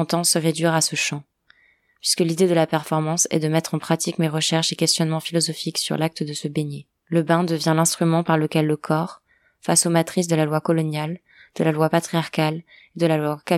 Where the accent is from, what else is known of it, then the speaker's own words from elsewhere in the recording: Ceará, Brazil; French is a second language; de la région de Ceará, la province où je suis née et où j'ai grandi au Brésil.